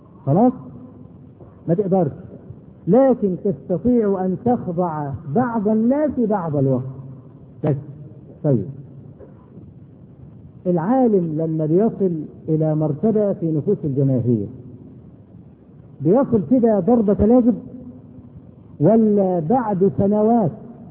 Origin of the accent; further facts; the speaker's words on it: Egypt; ودرج عندنا في مصر هنا لما واحد يغلط في حاجه